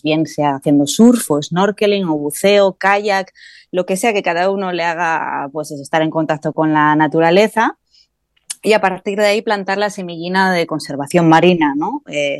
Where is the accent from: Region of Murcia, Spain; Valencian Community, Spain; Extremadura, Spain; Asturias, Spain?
Asturias, Spain; Gijón; yo soy de Gijón, homologada de Gijón de toda la vida, y así que estar en contacto con la mar vino de la mano desde pequeñina